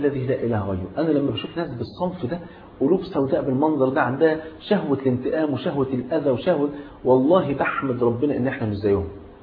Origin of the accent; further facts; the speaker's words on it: Egypt; يعني المثل حتى عندنا في مصر يقول لك أنا غني وأحب الهدية